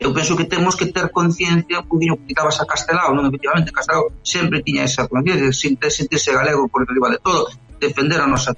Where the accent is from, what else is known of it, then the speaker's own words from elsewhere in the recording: Fisterra, Galicia, Spain; Xa se falaba anos tamén en Fisterra, que son de Fisterra, de facer ali un cementerio nuclear